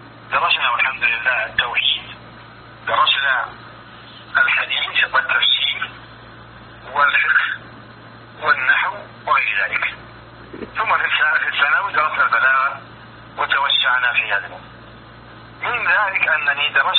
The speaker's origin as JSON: {"language": "Arabic", "town": "Riyadh", "region": "Riyadh Province", "country": "Saudi Arabia", "tie": "born there", "said": "أنا ولدت في مدينة الرياض عام 76 هجرية"}